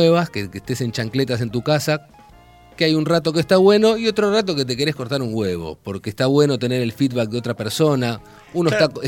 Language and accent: Spanish; Castelar, Buenos Aires Province, Argentina; A ver, yo soy de Castelar.